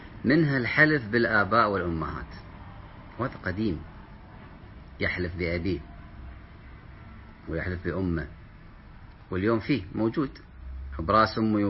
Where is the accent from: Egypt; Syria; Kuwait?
Kuwait; أو عندنا في الكويت ذمتك، هذه مشهورة، بذمتك